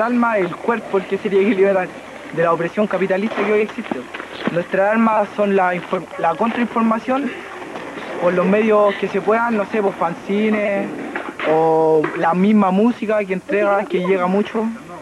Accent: Conchalí, Santiago Metropolitan Region, Chile; Y soy de Conchalí.

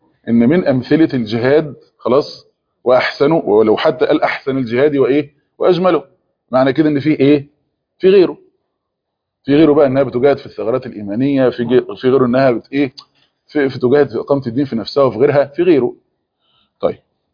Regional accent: Egypt; احنا كان عندنا في مصر كام واحدة كده حيزبونة

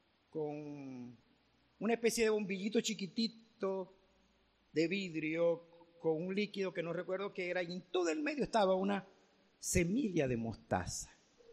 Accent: Venezuela; Como venezolanos nos sobra todo de todo

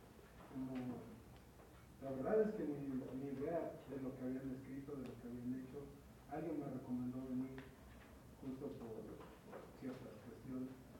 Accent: Mexico; Soy mexicano porque lo dice un papel, pero no me siento mexicano

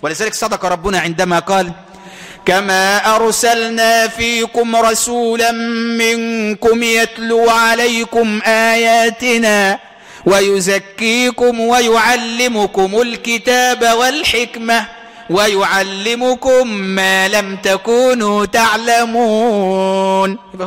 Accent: Egypt; انا مصري وابويا مصري وارفع راسك فوق انت مصري.

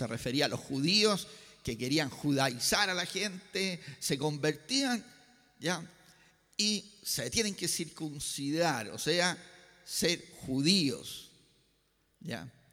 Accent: Valparaíso, Chile; ya que soy ciudadano de Valparaíso por más de 60 años, por más de 60 años

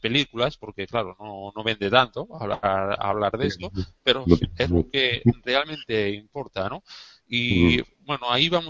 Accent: Valencia, Valencian Community, Spain; yo soy de Valencia

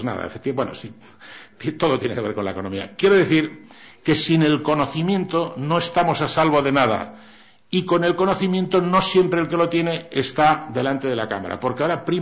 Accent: Cantabria, Spain; Yo soy montañés de Cantabria y mi pueblo dice, el que más chifla, capador.

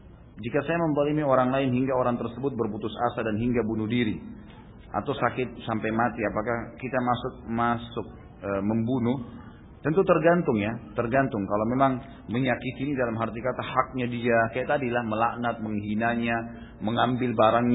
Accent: Gunung Kidul, Special Region of Yogyakarta, Indonesia; Di daerah saya di Gunung Kidul, banyak sekali kasus bunuh diri dengan gantung diri.

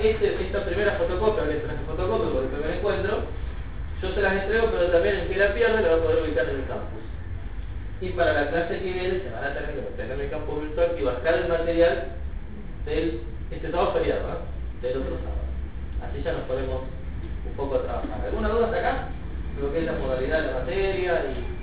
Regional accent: Luján, Buenos Aires Province, Argentina; Yo soy de Luján, escrito de Luján.

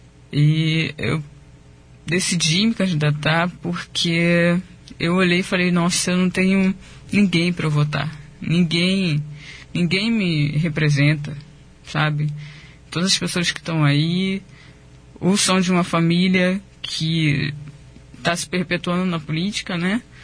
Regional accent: Rio de Janeiro, Brazil; born there; now in Foz do Iguaçu, Brazil; eu sou nascido no Rio de Janeiro, né? Pelo sotaque já dá para perceber um pouquinho. E moro em Foz do Iguaçu, tenho mais de 3 anos já.

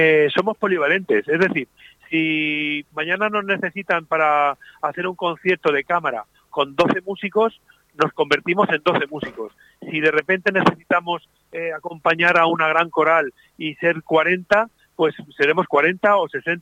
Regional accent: Elche, Valencian Community, Spain; porque Elche siempre, además es el sitio como es mi pueblo, mi ciudad, pues de alguna forma viene la gente que nos conoce y que nos quiere.

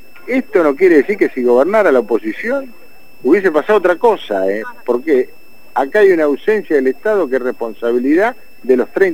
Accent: Lomas de Zamora, Buenos Aires Province, Argentina; Mira, yo soy de Loma de Zamora.

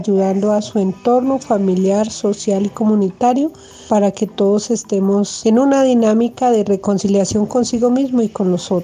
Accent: San Sebastián, Cauca, Colombia; Soy de la comunidad de San Sebastián, del departamento del Cauca, pueblo Yanacona.

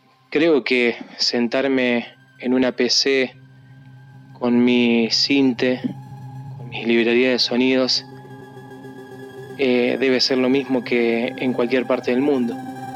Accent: Monte Maíz, Córdoba, Argentina; Hacer música en Córdoba, o mejor dicho, en mi pueblito Monte Maíz

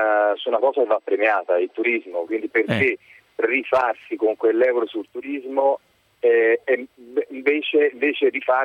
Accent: Florence, Tuscany, Italy; Io sono di Firenze.

